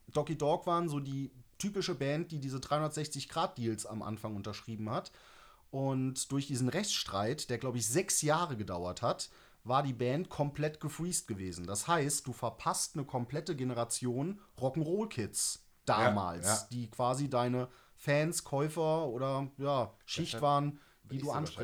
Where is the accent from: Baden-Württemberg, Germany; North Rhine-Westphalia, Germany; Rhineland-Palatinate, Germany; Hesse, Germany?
Rhineland-Palatinate, Germany; Mendig; für mich als Kind aus der Eifel, ich komme aus einem kleinen Ort am Rand vom Nürburgring, so, ich bin ein absolutes Dorfkind.